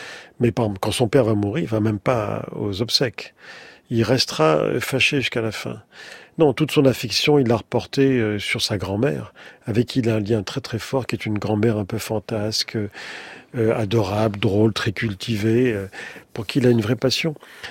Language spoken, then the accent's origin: French; Morocco; born there; Et séfarade, dans la mesure où je suis né au Maroc, de parents nés en Algérie, et la famille étant originaire d'une part du Sahara, début du Sahara, et avant, du côté paternel, avant de Séville